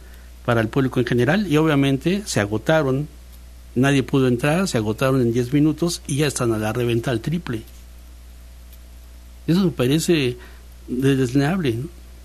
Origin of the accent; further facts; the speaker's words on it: Mexico; Es que como ciudadano mexicano, yo sí me siento, que nos meten las manos a las bolsas tranquilamente, ¿no?